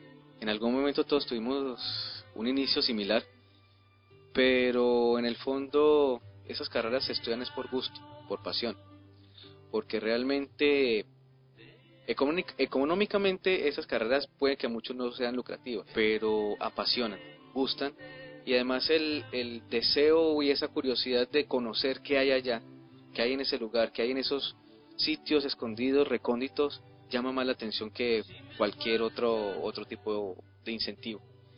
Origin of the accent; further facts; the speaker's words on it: Armenia, Quindío, Colombia; Provengo de Colombia, de Armenia, Quindío, zona cafetera del país, y soy egresado de la Universidad del Quindío, del mismo departamento.